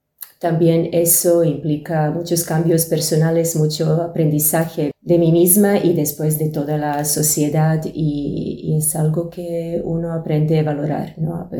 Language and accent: Spanish; Serbia; moved away; salir de Serbia y todo lo que ha venido después. De alguna forma, todo lo que recuerdo relacionado con mi país de origen fue conectado con la guerra civil